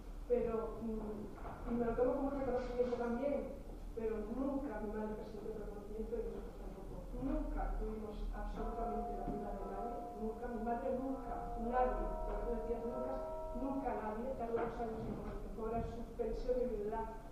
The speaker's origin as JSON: {"language": "Spanish", "town": "Mondragón", "region": "Basque Country", "country": "Spain", "tie": "born or raised there", "said": "Yo crecí en Mondragón, cuna de muchas etapas"}